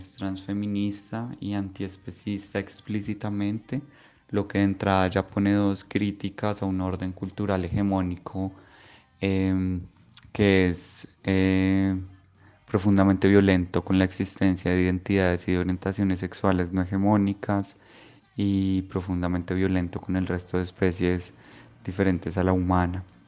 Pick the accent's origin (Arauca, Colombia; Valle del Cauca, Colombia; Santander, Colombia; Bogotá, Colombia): Bogotá, Colombia; born there; now in Medellín, Colombia; nací en Bogotá, pero vivo en Medellín como hace 12 años.